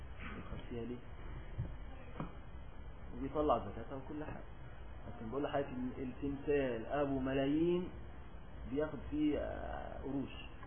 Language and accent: Arabic; Egypt; وعندنا في مصر الآن يعملون هذه القدور ويسمونها البران